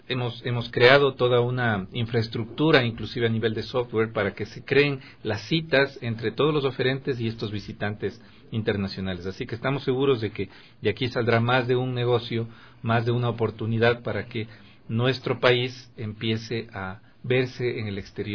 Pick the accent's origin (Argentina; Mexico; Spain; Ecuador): Ecuador; Soy ecuatoriano, sí.